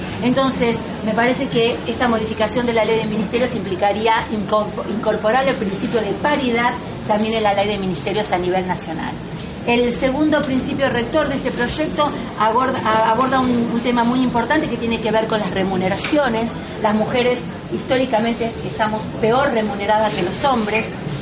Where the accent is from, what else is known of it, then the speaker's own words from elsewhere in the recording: Argentina; tiene que ver con lo que hoy somos como argentinos y argentinas